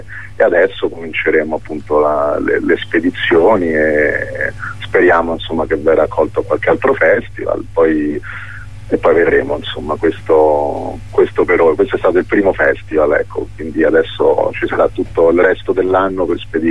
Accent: Los Angeles, California, United States; io sono cresciuto a Los Angeles da ragazzino

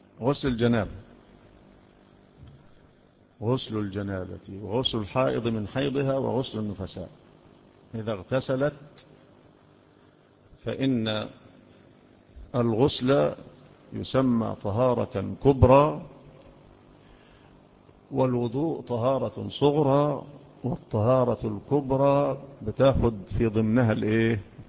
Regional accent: Egypt; احنا مصريين، ايوه احنا مصريين، مصريين،

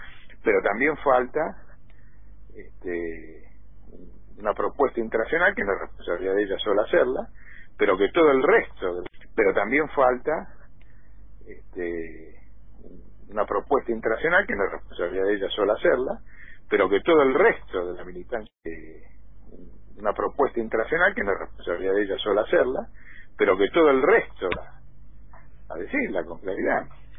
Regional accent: Argentina; ¿Cuántas veces más productivos somos los argentinos en 100 años?

